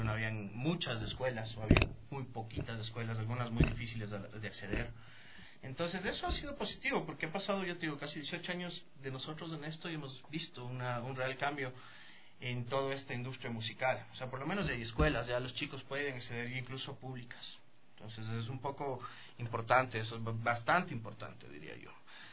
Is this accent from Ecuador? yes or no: yes; Ecuador; tú sacabas tu producto como ecuatoriano